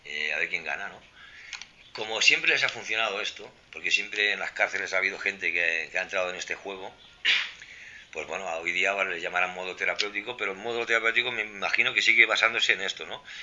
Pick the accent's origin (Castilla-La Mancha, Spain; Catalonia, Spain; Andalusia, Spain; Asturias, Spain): Catalonia, Spain; Vic; yo en Vic, en la comarca de donde soy, al revés, ¿no?